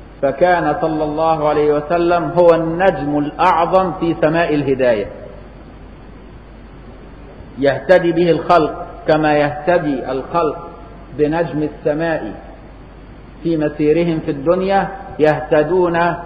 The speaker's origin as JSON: {"language": "Arabic", "country": "Egypt", "said": "اللي مدفونة هنا في ميدان السيدة عائشة عندنا في مصر"}